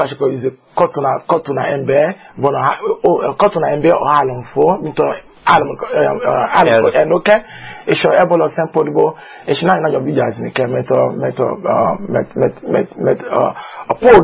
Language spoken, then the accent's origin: Hungarian; Nigeria; first language Yoruba; Hungarian is a second language; A Yoruba. Yorubából számozok.